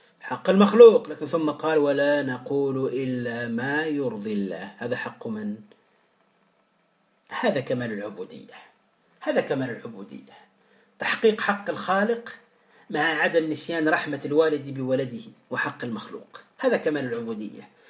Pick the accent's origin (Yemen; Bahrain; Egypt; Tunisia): Tunisia; يعني ماذا نقول في المثل عندنا في تونس يا إخوة؟